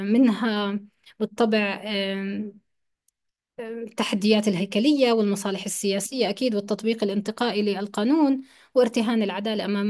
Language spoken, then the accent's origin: Arabic; Palestine; بس في جانب آخر هو متعلق فينا إحنا كفلسطينيين